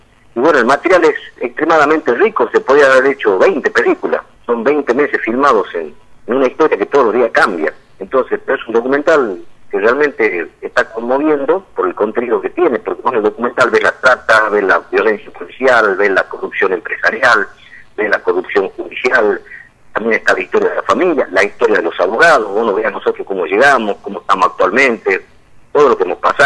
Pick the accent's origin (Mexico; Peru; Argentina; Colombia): Argentina; Tartagal, Salta; ya se pasó en Tartagal, en Salta, en mi pueblo, con gran éxito